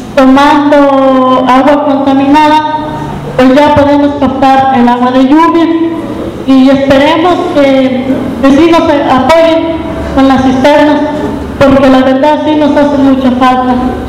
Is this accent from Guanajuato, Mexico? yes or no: yes; San Luis de la Paz, Guanajuato, Mexico; vengo del municipio de San Luis de la Paz